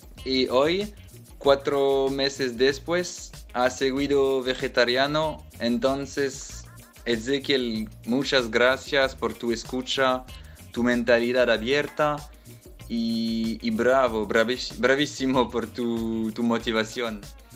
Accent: France; Spanish is a second language; de Francia. Es un placer de hablar hoy, sabiendo que mañana son cumpliendo 6 años de radio.

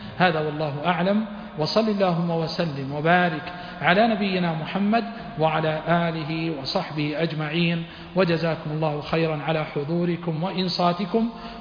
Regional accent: Huraymila, Riyadh Province, Saudi Arabia; بين إخوتي وبين أهلي حريملاء هي بلدي ومسقط رأسي

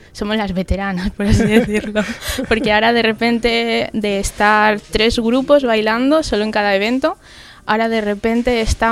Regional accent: Aragon, Spain; tengo 25 años, soy de Zaragoza, bueno, de un pueblo de Zaragoza.

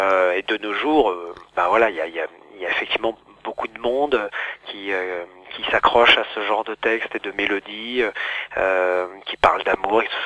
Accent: Auvergne-Rhône-Alpes, France; Alors moi, je suis de la Loire.

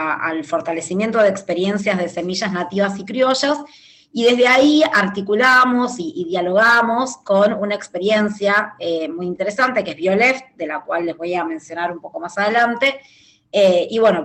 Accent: Argentina; soy de Argentina

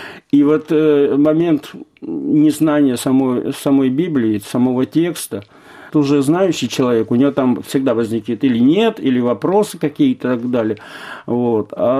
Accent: Arkhangelsk, Arkhangelsk Oblast, Russia; born there; also born or lived in Kyrgyzstan; Я родился в Архангельске, прожил в Киргизии.

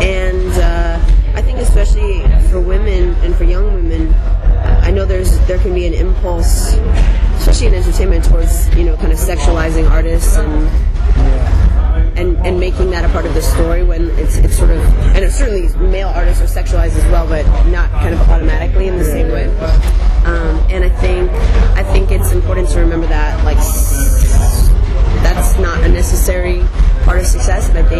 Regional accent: Illinois, United States; there's a radio station where I grew up outside Chicago called B96.

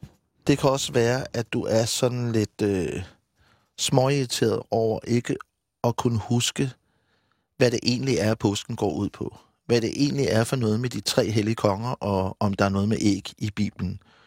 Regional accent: Odense, Region of Southern Denmark, Denmark; born there; Jeg var født i Odense, så der skete ikke skide meget.

